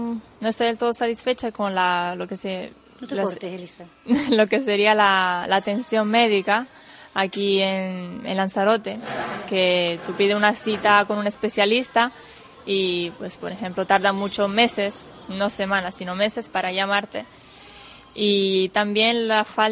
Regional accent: Italy; Spanish is a second language; yo siendo italiana, la verdad es que no le pongo mucha atención a eso

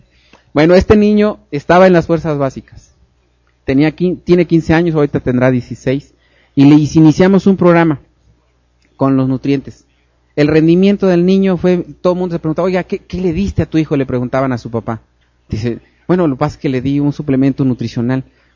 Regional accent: Veracruz, Mexico; Pues sí, porque yo soy veracruzano, ¿eh?

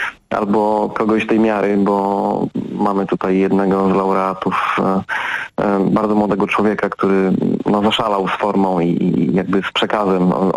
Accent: Nowa Sól, Lubusz Voivodeship, Poland; Ja sam jestem z małej miejscowości, bo Nowa Sól nie jest dużym miastem

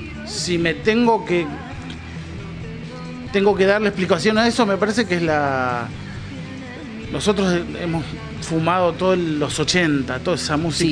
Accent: Merlo, Buenos Aires Province, Argentina; El oeste nos va juntando todos, somos todos de Burlingame, Merlo, claro.

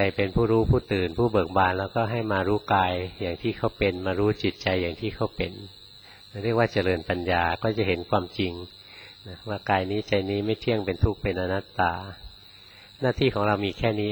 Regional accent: Bangkok, Thailand; เราคนกรุงเทพเกิดกรุงเทพไปภาวนาในวัดป่าครั้งแรกๆนะ

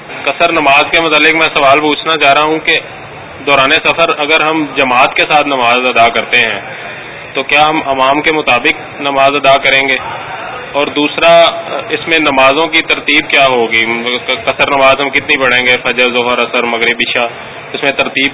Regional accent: Gujranwala, Punjab, Pakistan; میں گوجرانوالا سے ہوں.

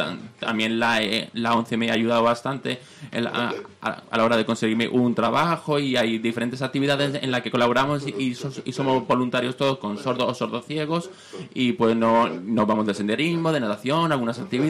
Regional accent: Mollet del Vallès, Catalonia, Spain; now in Madrid, Spain; yo me crié en Mollet del Valle, estuve ahí muchos años, mi familia también, y pues luego me vine aquí a Madrid

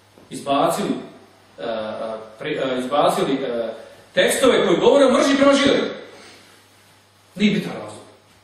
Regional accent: Bosnia & Herzegovina; Kao što kod nas u Bosni ima Bošnjaka

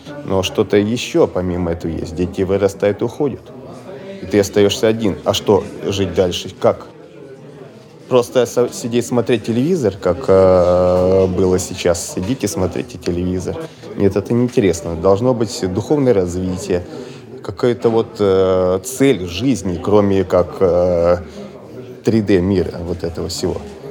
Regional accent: Moscow, Russia; Я из Москвы.

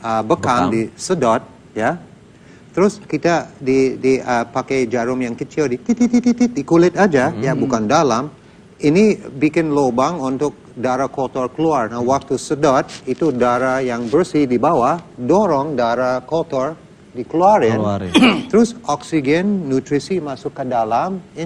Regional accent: United States; Indonesian is a second language; now in Indonesia; Saya besar di Amerika, sekolah di Amerika, juga mantan Angkatan Udara Amerika.

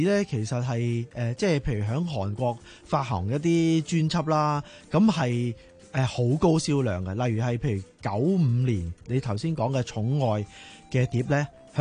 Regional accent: Hong Kong; 我香港人

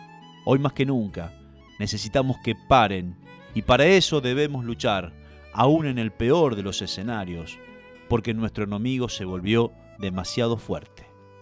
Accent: Basavilbaso, Entre Ríos, Argentina; yo soy de Basavilbaso, Entre Ríos, donde la gente aprendió a pasar por encima de la frustración sobre las carrozas de los carnavales.

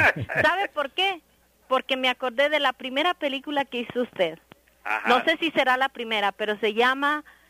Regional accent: Mexico City, Mexico; Me da mucho gusto que tenga a mi paisano … porque yo soy del Distrito Federal.

